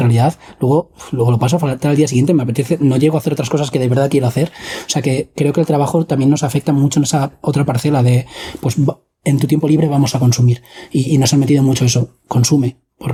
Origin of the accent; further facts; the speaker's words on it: Madrid, Community of Madrid, Spain; Yo me crié en Madrid, en el barrio El Pilar, luego me fui a Alcalá de Henares